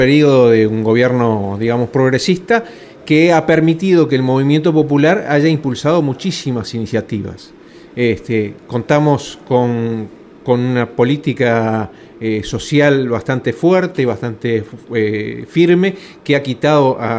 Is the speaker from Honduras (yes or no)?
no; Montevideo, Uruguay; Y yo soy del Cerro de Montevideo, de Uruguay